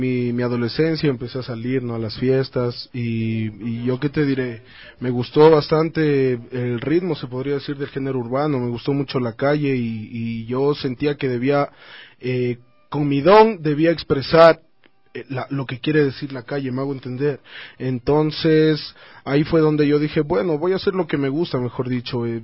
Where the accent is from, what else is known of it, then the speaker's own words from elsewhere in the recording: Quito, Pichincha, Ecuador; Desde la parte del norte de Quito, Carapungo.